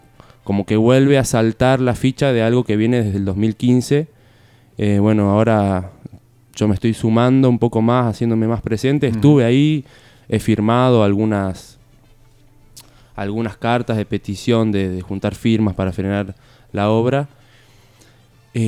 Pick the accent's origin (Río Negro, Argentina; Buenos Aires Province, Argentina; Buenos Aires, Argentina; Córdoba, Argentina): Córdoba, Argentina; Capilla del Monte; also born or lived in La Falda; Sí, yo me crié acá en Capilla del Monte. Bueno. Nací en La Falda, viví en Charbo 4 años.